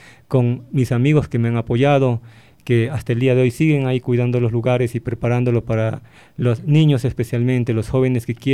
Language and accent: Spanish; Ecuador; recordemos que somos ecuatorianos, somos el corazón de este continente, la mitad